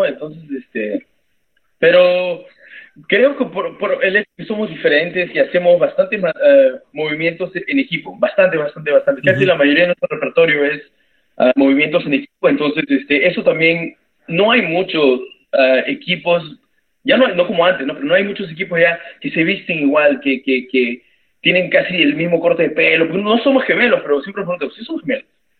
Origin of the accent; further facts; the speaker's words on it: Peru; now in Canada; Somos los únicos peruanos que luchamos aquí